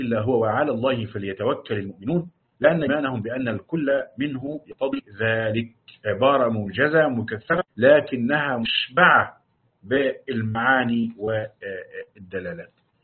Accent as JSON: {"language": "Arabic", "region": "Upper Egypt", "country": "Egypt", "said": "يعني حتى عندنا في الصعيد يقال للمرأة الصادة"}